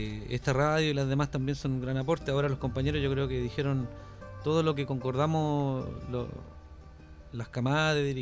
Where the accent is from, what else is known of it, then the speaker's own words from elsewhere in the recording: Concepción, Biobío, Chile; es pega pendiente para nosotros que somos los de Conce.